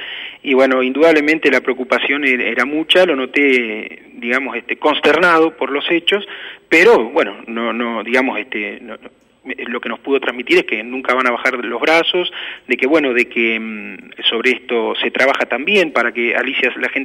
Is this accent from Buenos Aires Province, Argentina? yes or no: yes; Loma Negra, Buenos Aires Province, Argentina; yo soy nacido y criado en Loma Negra, viví 22 años